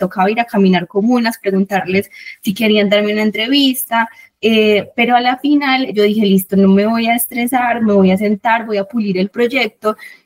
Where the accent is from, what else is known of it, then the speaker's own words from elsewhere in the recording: Don Matías, Antioquia, Colombia; yo vengo de Don Matías, que es el norte